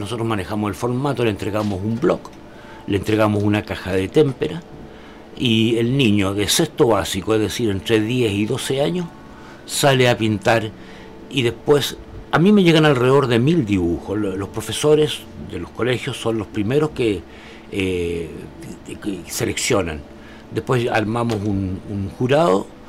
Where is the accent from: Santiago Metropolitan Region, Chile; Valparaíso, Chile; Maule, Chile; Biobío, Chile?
Valparaíso, Chile; born there; croeto, nací aquí en Valparaíso. En el año 1941, hace 67 años, en lo que era el hospital del doctor Enrique Deforme